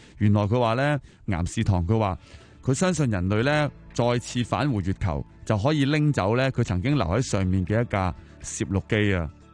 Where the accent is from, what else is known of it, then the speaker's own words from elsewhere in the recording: China; 我哋中国人梗系话俾你听，我哋上过啦，系咪先？